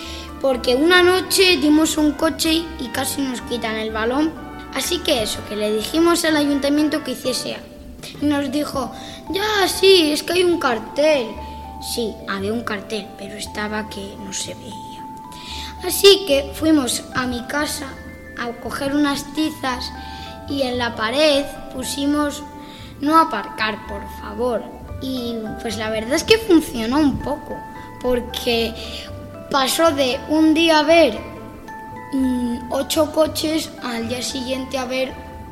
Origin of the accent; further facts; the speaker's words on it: Santa Cruz del Valle, Castile and León, Spain; yo en mi pueblo este verano, que se llama Santa Cruz del Valle